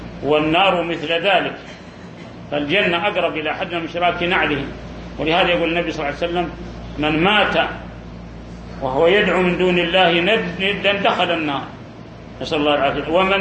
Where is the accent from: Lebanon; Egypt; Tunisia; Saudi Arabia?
Saudi Arabia; في بلادنا المملكة العربية السعودية